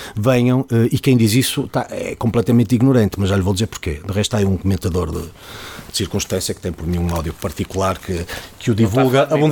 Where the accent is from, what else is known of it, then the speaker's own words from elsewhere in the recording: Famalicão, Norte, Portugal; also born or lived in Porto; Nasci no Porto, vivo em Famalicão, desde o quinto dia de vida, ou coisa que o valha